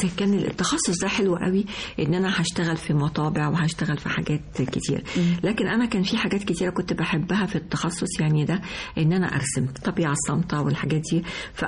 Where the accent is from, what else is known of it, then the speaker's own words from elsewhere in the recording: Egypt; فيعني احنا يعني كمصريين احنا